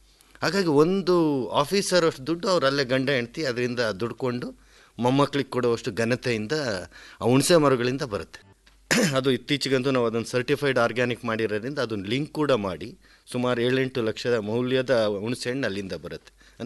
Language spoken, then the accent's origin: Kannada; Madhugiri, Karnataka, India; ನಾನು ಮೂಲತಃ ರಾಯಲ್ಸೀಮಾ ಕಡೆನೂ ಮಧುಗಿರಿ, ಇದು ಬರೀ ಜಾಲಿ ಮರ ಬಿಟ್ಟರೆ ನಿಮಗೇನು ಕಾಣಲ್ಲ.